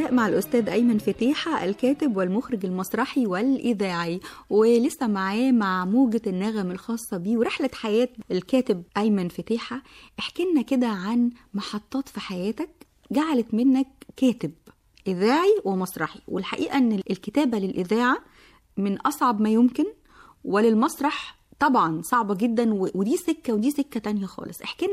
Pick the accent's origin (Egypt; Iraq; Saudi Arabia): Egypt; بيعتبروها انها موجات نغم غريبة على أذننا كمصريين يعني